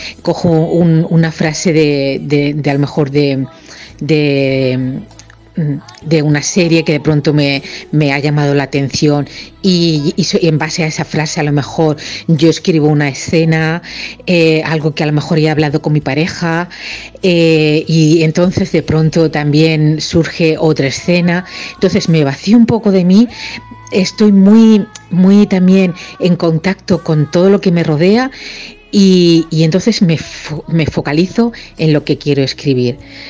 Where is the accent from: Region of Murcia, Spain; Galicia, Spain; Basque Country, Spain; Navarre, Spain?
Region of Murcia, Spain; now in Valencia, Spain; tengo 51 años, vivo en Valencia, aunque soy murciana.